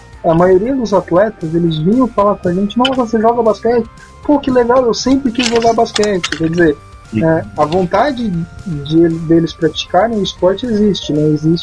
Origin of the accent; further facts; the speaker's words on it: Criciúma, Santa Catarina, Brazil; eu encontrei um cara da mesma cidade que eu, de Criciúma.